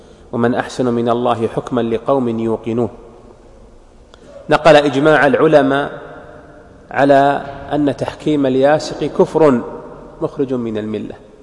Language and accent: Arabic; Saudi Arabia; وميز الله هذه البلاد، بلادنا المملكة العربية السعودية